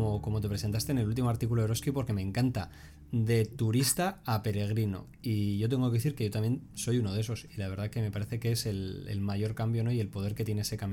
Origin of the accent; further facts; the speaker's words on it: Spain; Como españoles siempre hemos tenido el camino ahí